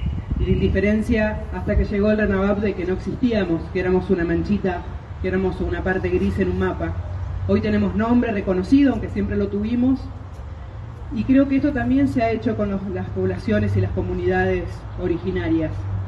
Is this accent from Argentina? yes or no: yes; Argentina; sino de quienes salimos del monte, de la selva y hoy somos argentinos y argentinas